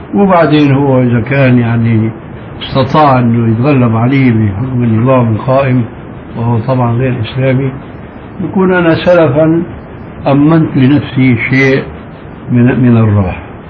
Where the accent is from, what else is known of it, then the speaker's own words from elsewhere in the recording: Syria; نحن عندنا في الشام المشكلة قائمة، ربما مثلكم أو أكثر منكم